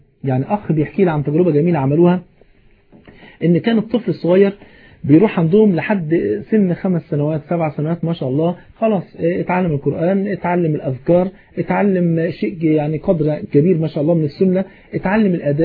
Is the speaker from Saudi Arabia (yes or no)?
no; Egypt; حتى المثل البلد عندنا في مصر يقول ايه